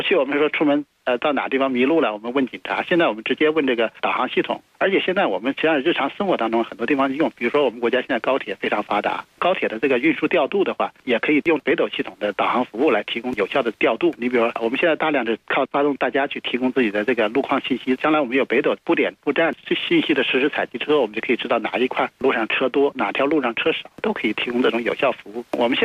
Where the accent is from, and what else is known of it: China